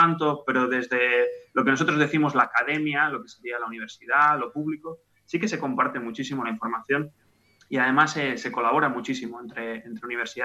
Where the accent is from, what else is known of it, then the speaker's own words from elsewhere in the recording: Barcelona, Catalonia, Spain; now in Oxford, United Kingdom; De Barcelona.